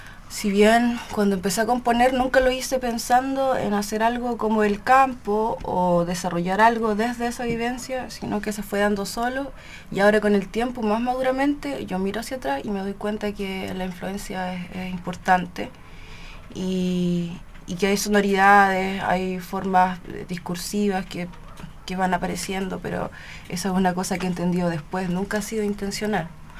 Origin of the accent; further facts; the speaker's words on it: Chillán, Ñuble, Chile; also born or lived in Concepción; Yo nací en Concepción, pero después me fui a vivir a Chillán y con mi madre. Y en Chillán me fui a vivir al campo, ¿ya?